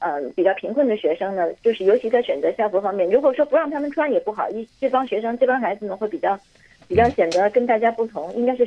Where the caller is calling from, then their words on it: Hong Kong; 我这是从香港打来的。